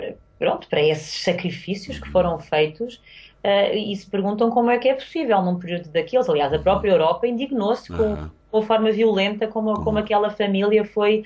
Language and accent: Portuguese; Porto, Portugal; eu nasci no Porto, eu cresci, ainda vivi 4 anos no Porto e vou lá com bastante frequência.